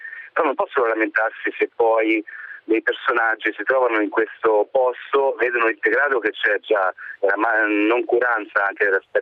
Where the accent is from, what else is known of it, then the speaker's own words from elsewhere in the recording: Marche, Italy; Guardi, io sono marchigiano